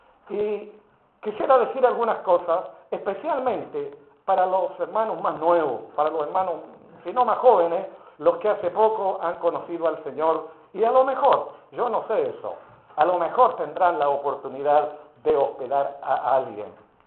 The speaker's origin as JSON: {"language": "Spanish", "country": "Chile", "said": "lo que uno ponga en la mesa como chileno nos cuesta"}